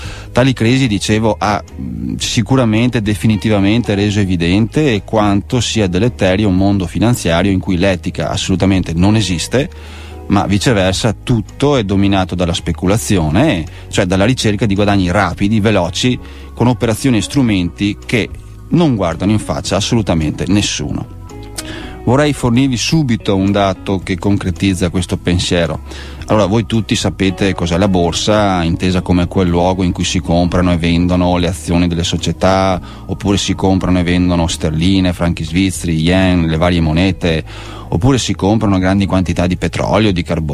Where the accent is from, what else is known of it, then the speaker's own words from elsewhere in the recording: Veneto, Italy; accent: Venetian; come sentirete dall'accento sono veneto